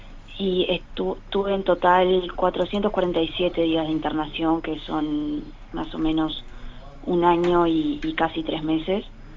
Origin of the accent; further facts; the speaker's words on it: Paysandú, Uruguay; Soy de Paysandú